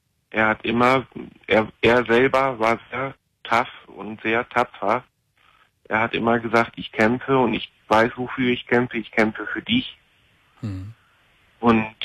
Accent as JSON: {"language": "German", "region": "Lower Saxony", "country": "Germany", "said": "also ich komme jetzt ja hier aus Ostfriesland"}